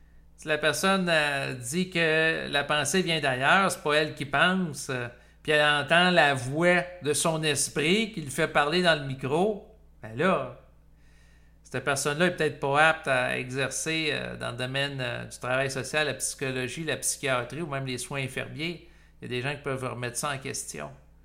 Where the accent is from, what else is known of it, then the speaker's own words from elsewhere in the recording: Canada; moi, en tant que Canadien